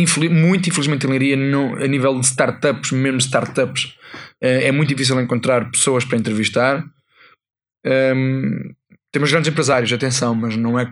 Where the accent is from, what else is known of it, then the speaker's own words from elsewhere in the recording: Portugal; eu como bom português que sou